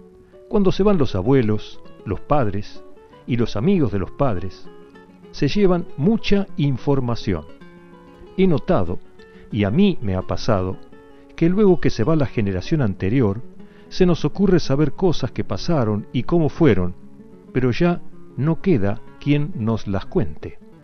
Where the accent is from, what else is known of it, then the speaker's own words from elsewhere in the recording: Olavarría, Buenos Aires Province, Argentina; forman una barra en mi ciudad de origen, Olavarría.